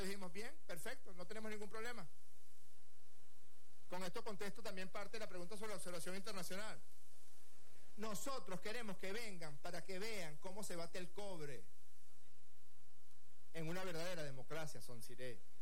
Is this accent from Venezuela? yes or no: yes; Venezuela